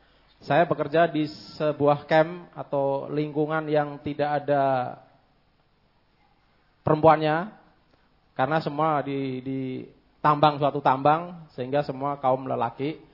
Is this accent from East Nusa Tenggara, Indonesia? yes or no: no; North Kalimantan, Indonesia; Saya dari Kalimantan Timur bagian utara. Kalau sekarang provinsi baru yaitu Kalimantan Utara. … salah seorang penduduk pulau kecil di Kalimantan Timur